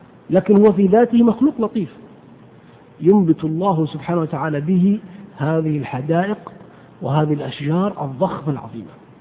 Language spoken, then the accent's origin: Arabic; Hejaz, Saudi Arabia; والقت هو العلف الذي يسمى عندنا في الحجاز بالبرسيم